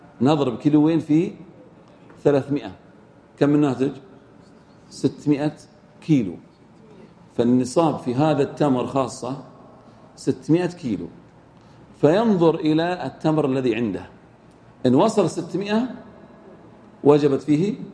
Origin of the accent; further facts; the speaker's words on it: Al-Ahsa, Eastern Province, Saudi Arabia; المن عندنا في الأحساء كم يزن